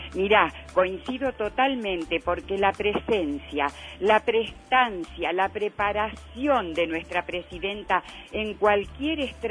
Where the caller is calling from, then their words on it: San Isidro, Buenos Aires Province, Argentina; de San Isidro